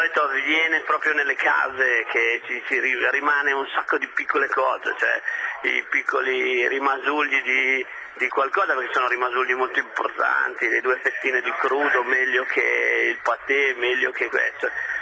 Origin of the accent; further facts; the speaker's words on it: Piedmont, Italy; vengo da Piemonte, mi piace il Barbera